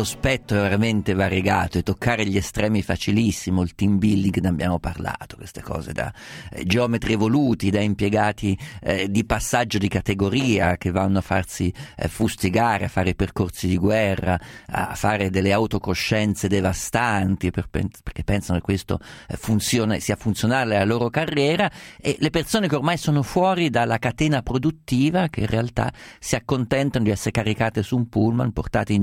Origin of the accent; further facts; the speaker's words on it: Umbria, Italy; Guarda, io sono umbro, sono da ragazzino fino adolescente, fino anche ho vissuto in Umbria